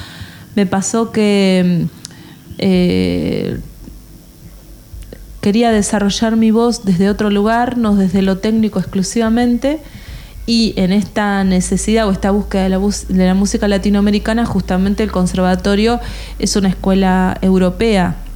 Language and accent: Spanish; Argentina; en realidad yo soy argentina